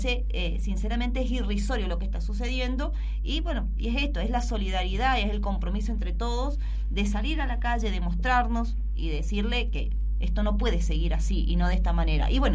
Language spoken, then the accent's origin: Spanish; Mendoza, Argentina; somos somos los mendocinos los que no podemos pagar las facturas